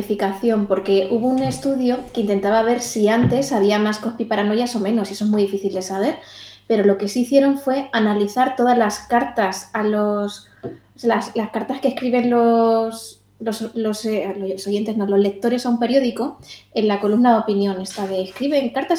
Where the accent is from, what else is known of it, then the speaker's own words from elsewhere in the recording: Madrid, Community of Madrid, Spain; yo estoy en Carabanchel ahora mismo y vengo de Lavapiés, de un barrio que era tradicionalmente activista